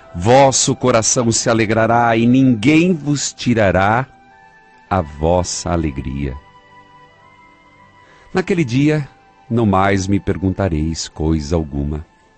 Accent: Paraíso do Norte, Paraná, Brazil; lá na minha cidade, Paraíso do Norte.

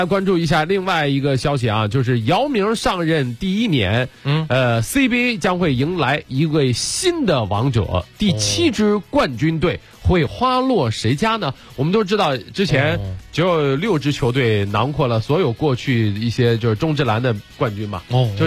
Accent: Shandong, China; 并不是因为我是山东人

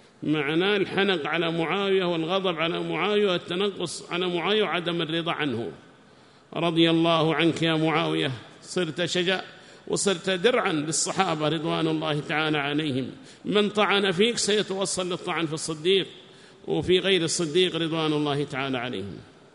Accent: Hadhramaut, Yemen; عندنا في حضرموت كنا نتعلم هذه الألفاظ وما ندري ما المقصود منها

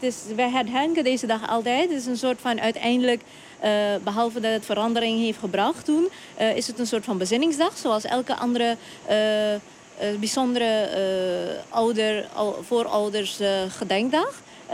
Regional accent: Suriname; Nou, ik kom uit Suriname.

